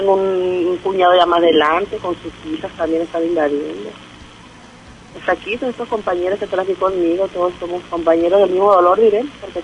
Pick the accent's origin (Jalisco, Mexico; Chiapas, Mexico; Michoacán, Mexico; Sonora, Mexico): Sonora, Mexico; Guaymas; Nosotros somos de Guaymas, del Valle del Empalme, para adentro de los ranchos.